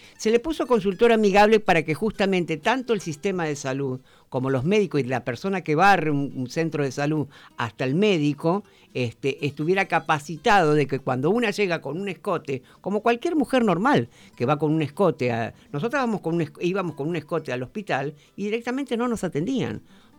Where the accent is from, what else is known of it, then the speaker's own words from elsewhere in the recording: Mar del Plata, Buenos Aires Province, Argentina; Mar del Plata fue elegida, yo soy de Mar del Plata